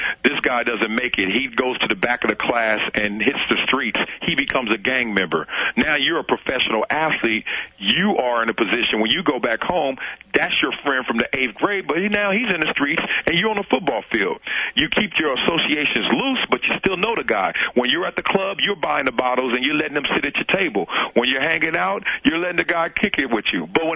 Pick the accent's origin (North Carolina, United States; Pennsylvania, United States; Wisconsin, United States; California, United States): California, United States; Compton; I grew up in Compton